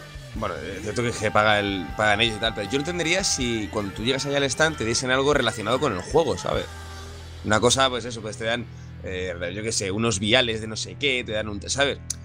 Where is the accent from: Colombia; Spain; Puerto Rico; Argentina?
Spain; En ese caso se nota que somos españoles